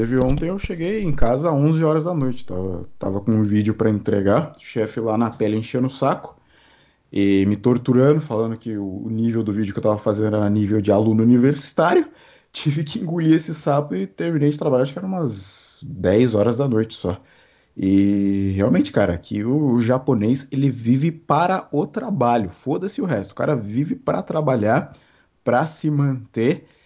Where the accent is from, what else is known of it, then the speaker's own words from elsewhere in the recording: Carapicuíba, São Paulo, Brazil; Mal imagina ela que eu sou de Carapicuíba.